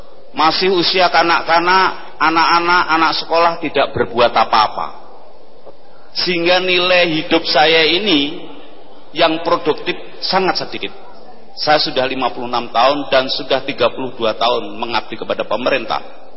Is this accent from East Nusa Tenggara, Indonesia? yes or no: no; Bantul, Special Region of Yogyakarta, Indonesia; Asli saya dari Bantul, Pak.